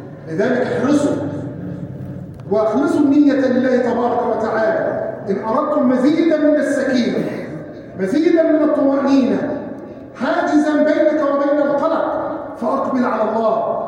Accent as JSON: {"language": "Arabic", "country": "Egypt", "said": "اللهم احفظ بلادنا مصر من الفتن ما ظهر منها وما بطن"}